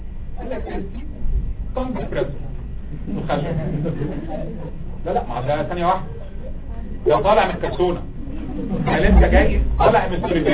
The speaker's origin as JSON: {"language": "Arabic", "country": "Egypt", "said": "عندنا في مصر ما بتبقاش طفل فيزيكال ايجيبشن انفانت لو مش بتعيط 24 ساعه"}